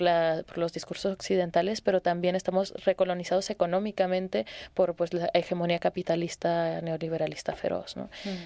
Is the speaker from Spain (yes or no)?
no; Tijuana, Baja California, Mexico; Yo soy de Tijuana, soy una mujer de la frontera norte de México.